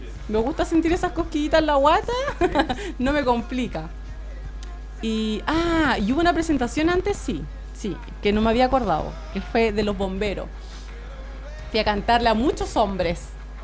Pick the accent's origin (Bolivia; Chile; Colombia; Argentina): Chile; para mí significa bastante representarla acá en Chile, en mi país, en eventos